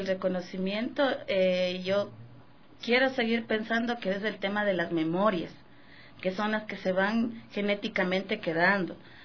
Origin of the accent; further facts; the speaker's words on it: Imbabura, Ecuador; born there; Yo nací en Imbabura, y mi mamá trabajaba aquí